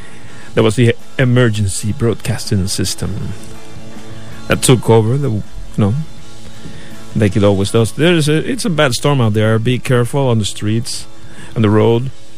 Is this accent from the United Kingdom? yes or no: no; Ponce, Puerto Rico; now in United States; and I mean quite literally from here, the area, Central Florida, but also from my hometown, Ponce